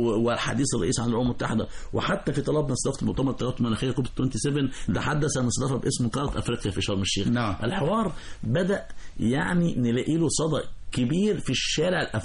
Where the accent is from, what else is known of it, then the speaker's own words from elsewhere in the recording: Egypt; خلي بالك احنا مصريين شعب ذكي بالفطرة